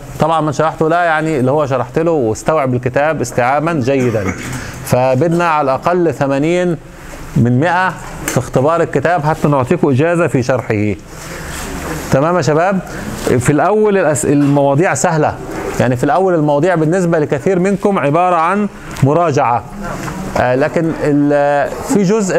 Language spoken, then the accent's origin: Arabic; Egypt; المانجو اللي عندنا في مصر، انتوا عندكم المانجا